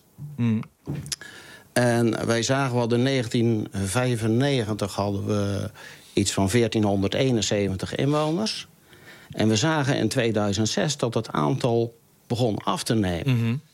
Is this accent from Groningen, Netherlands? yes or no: no; Stad aan het Haringvliet, South Holland, Netherlands; Ja, ik ben 1957 hier geboren. Ik heb hier op school gezeten.